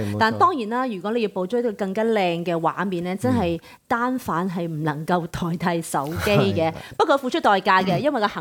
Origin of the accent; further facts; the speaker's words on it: Hong Kong; 草泥馬，我哋香港人好中意用依個動物出嚟嘅喎